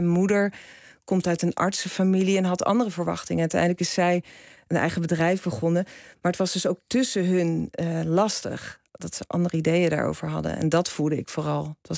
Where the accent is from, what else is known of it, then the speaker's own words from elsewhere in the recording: Rotterdam, South Holland, Netherlands; Ik groeide op in Kralingen.